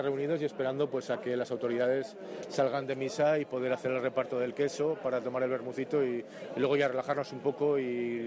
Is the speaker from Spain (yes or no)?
yes; Tudela, Navarre, Spain; De Tudela.